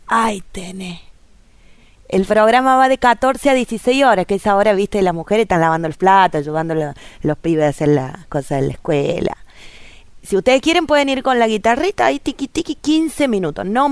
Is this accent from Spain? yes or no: no; Villa Mercedes, San Luis, Argentina; Yo soy de Villa Mercedes, de la ciudad de la calle Angosta.